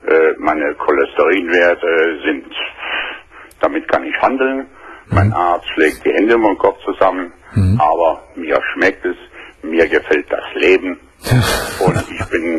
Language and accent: German; Aachen, North Rhine-Westphalia, Germany; Ich melde mich zwar aus Franken, aber ich bin ein Rheinländer und komme aus Aachen.